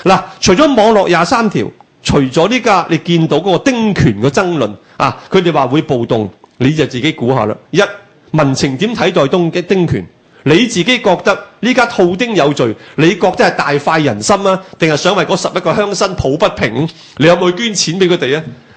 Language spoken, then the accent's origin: Cantonese; Hong Kong; 我哋係香港，你係大陸嘅時候，